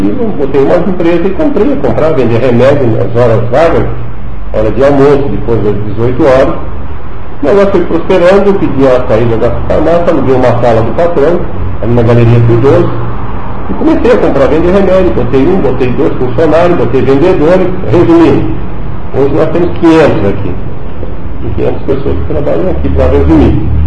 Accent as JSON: {"language": "Portuguese", "town": "Pouso Alto", "region": "Santa Catarina", "country": "Brazil", "tie": "born there", "said": "Eu nasci ali em Pouso Alto, entre Gravatá e Tubarão. Na época era município de Tubarão."}